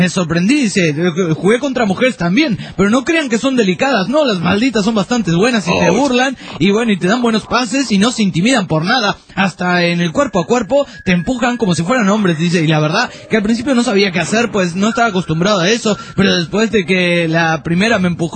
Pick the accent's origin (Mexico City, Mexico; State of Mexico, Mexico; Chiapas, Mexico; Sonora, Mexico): Sonora, Mexico; Le comento que yo soy de Sonora